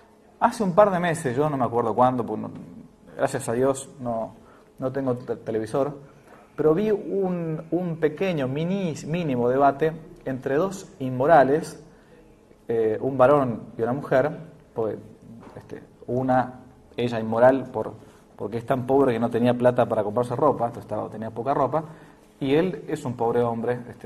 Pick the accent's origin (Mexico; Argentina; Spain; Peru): Argentina; en realidad era lo que uno ha mamado como argentino.